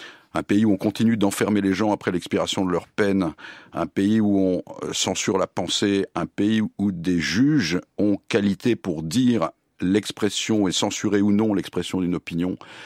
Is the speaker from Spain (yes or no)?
no; France; ce qui nous caractérise fondamentalement en tant que Français, en tant qu'Européens et en tant qu'Occidentaux